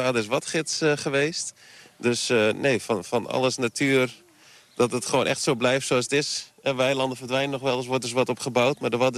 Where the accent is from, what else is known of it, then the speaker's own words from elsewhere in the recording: Ameland, Friesland, Netherlands; Jazeker, ik kom van Ameland.